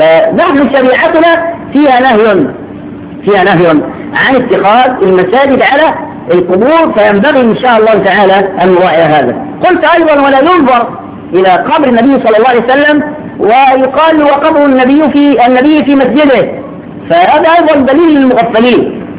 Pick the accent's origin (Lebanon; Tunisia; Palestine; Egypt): Egypt; Shubra, Cairo Governorate; وعندنا في شبرا كنا زمان